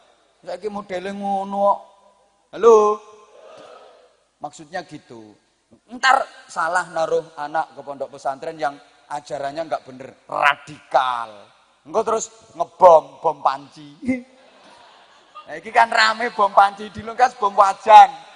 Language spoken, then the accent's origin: Indonesian; Indonesia; Aku cinta Indonesia karena aku lahir dan dibesarkan di Indonesia.